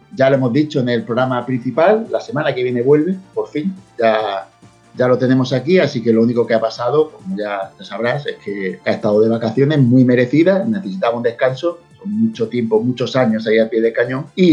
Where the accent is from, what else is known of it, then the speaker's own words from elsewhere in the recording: Mexico; Soy de México. Los juegos, para nosotros, pasaron de costar el doble que la generación pasada debido al dólar.